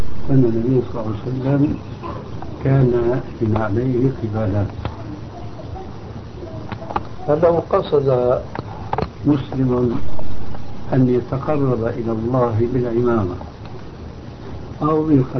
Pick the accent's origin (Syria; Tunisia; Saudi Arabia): Syria; المقصود عندنا في سوريا مثلا يسمونه الشاروخ أو يسمونه الصندل